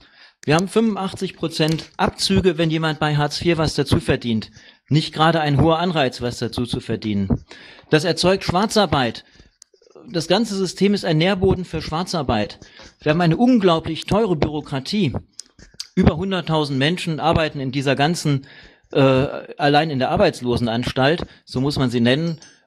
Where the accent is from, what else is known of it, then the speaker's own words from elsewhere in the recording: Krefeld, North Rhine-Westphalia, Germany; born there; moved away as an adult; now in Leipzig, Germany; Ich bin 42 Jahre alt, in Krefeld geboren und bin vor 17 Jahren nach Leipzig gekommen.